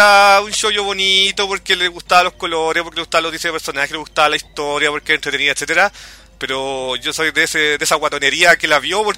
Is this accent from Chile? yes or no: yes; Chile; pero por lo menos como chileno, hubo un momento ahí como el año 97-98